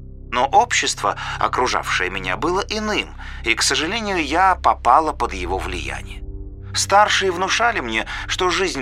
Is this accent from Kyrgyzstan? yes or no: yes; Kyrgyzstan; now in Russia; Я родилась и выросла в Киргизии. Почти 2 года назад мы переехали в Россию в поисках лучшей жизни.